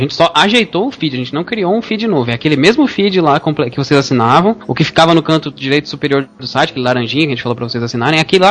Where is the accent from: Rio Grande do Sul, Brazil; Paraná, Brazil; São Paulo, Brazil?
Rio Grande do Sul, Brazil; Canoas; dependendo da rede social, caraca. … Sou de Canoas, Rio Grande do Sul, e tenho 22 anos